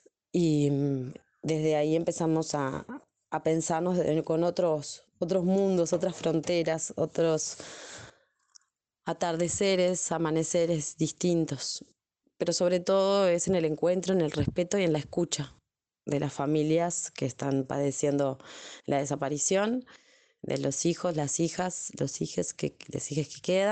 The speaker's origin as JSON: {"language": "Spanish", "country": "Uruguay", "said": "soy uruguaya, licenciada en educación y hace unos 11 años que me encuentro militando en distintos grupos feministas, colectivas feministas acá en Uruguay."}